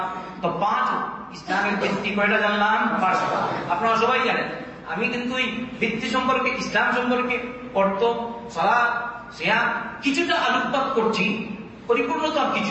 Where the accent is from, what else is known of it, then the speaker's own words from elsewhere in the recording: Bangladesh; আমি বললাম আমি কলকাতা না, আমি হচ্ছি বাংলাদেশি আর এ হচ্ছে কলকাতা।